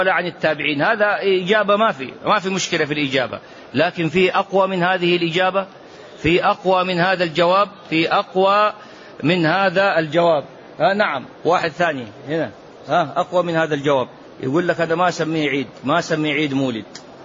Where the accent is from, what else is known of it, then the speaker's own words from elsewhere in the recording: Mecca, Makkah Province, Saudi Arabia; born there; ومحدثكم من مواليد مكة،